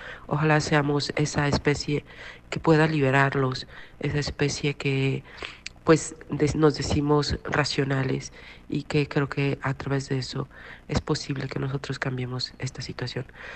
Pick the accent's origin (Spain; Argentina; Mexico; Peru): Mexico; de México.